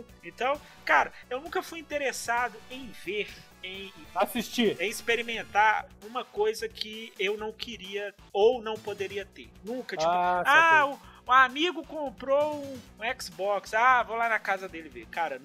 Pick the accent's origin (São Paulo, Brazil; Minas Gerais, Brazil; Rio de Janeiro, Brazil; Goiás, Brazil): Minas Gerais, Brazil; Sou mineiro, mas não sou bobo, não.